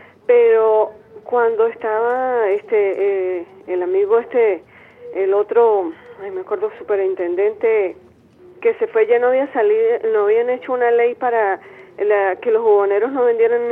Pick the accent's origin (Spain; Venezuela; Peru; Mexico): Venezuela; como una venezolana más